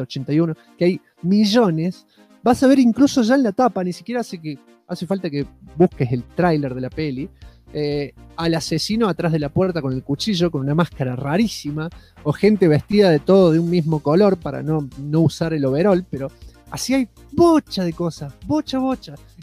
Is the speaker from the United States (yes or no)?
yes; United States; Acá nomás, acá yo soy de Estados Unidos.